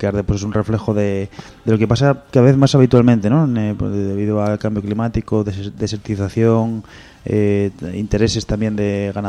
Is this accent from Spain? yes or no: yes; Asturias, Spain; a nosotros como asturianos, yo, por ejemplo, mucha parte de familia es de la parte de suroccidente, de Asturias